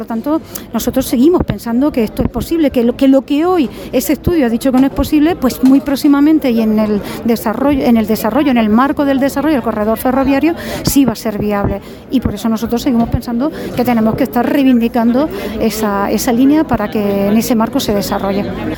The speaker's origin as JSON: {"language": "Spanish", "town": "Cuevas del Campo", "region": "Andalusia", "country": "Spain", "tie": "born or raised there", "said": "soy de aquí, soy nacida y criada en esta comarca, soy de Cuevas del Campo"}